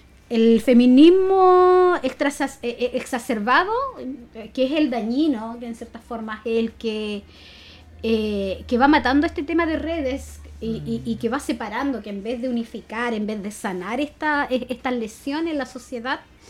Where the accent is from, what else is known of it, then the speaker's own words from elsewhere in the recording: Chile; Entonces, oye, nosotros somos chilenos, po. O sea, tenemos una cultura.